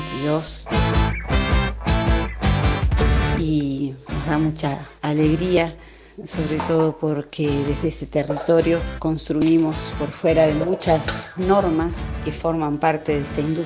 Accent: Cosquín, Córdoba, Argentina; de Cosquín para presentarles este disco

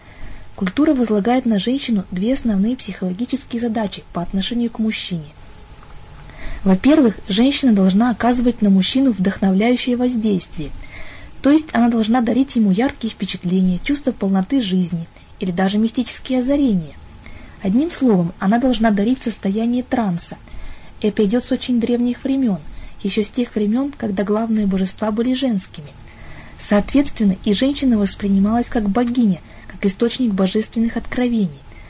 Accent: Chelyabinsk, Chelyabinsk Oblast, Russia; Я из Челябинска.

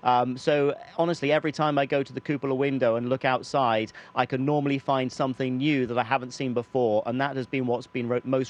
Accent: United Kingdom; continue to represent the UK as a British astronaut within ESA.

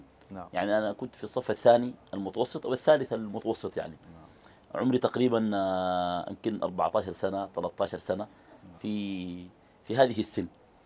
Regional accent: Sudan; يعني عندنا في قريتنا قيادات الحركة الإسلامية وقيادات أنصار السنة وقيادات الطرق الصوفية وقيادات البعثيين على مستوى السودان وعلى مستوى القرى كلها.

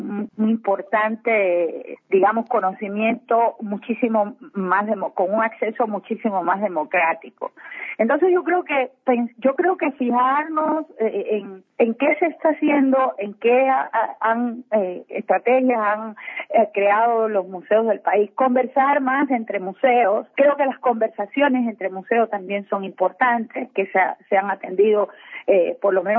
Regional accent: Cuba; now in Ecuador; yo soy cubana de origen. Vine a este país hace 22 años.

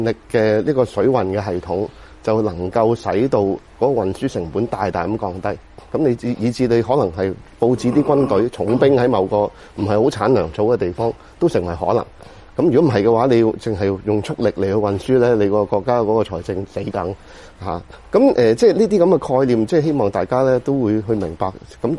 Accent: China; 咁我哋中國人咧，好早就發明咗水閘啊。

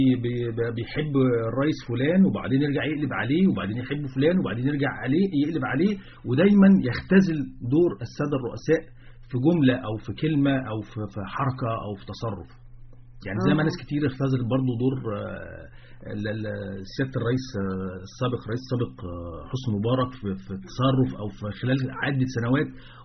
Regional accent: Egypt; وبعدين الامية عندنا في مصر ليست امية القراءة والكتابة.

